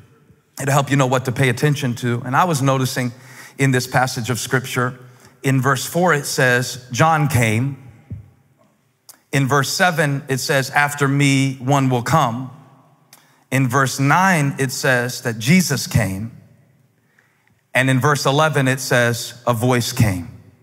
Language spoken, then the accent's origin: English; Moncks Corner, South Carolina, United States; I grew up in Monk's Corner